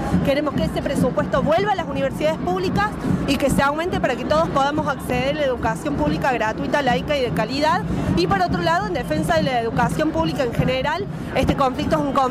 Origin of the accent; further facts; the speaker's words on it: Córdoba, Argentina; soy estudiante de la Facultad de Filosofía, estudio Historia, soy de acá de Córdoba